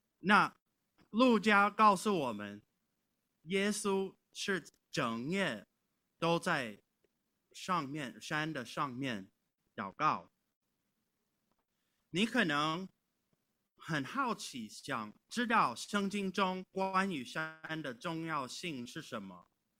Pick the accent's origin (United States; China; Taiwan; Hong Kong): United States; California; Chinese is a second language; 或者像我是来自加利福尼亚州，我们有一个4421米高的魏特尼山